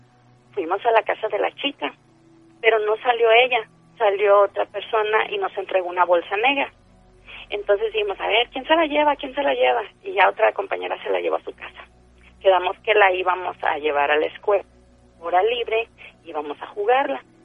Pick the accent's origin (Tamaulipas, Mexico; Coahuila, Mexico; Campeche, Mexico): Tamaulipas, Mexico; Tampico; de Tampico.